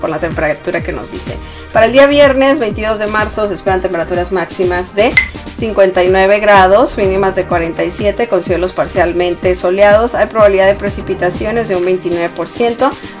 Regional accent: Sonora, Mexico; Yo soy originaria de México, obviamente, pero de Sonora, del estado de Sonora.

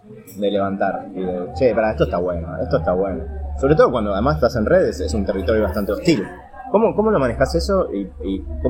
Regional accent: Argentina; los argentinos somos unos agrandados

